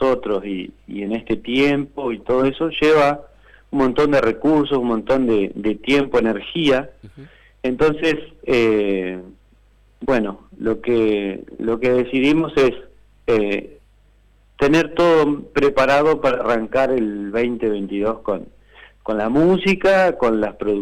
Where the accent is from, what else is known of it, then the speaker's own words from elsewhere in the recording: Gualeguay, Entre Ríos, Argentina; Yo soy entrerriano, de Gualeguay, entonces en la región de Entre Ríos la chamarrita es un ritmo folclórico